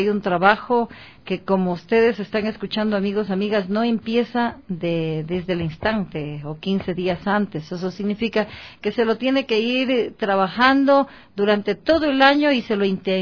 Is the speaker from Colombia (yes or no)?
no; Ecuador; born there; Yo nací en este país, el suyo este es país.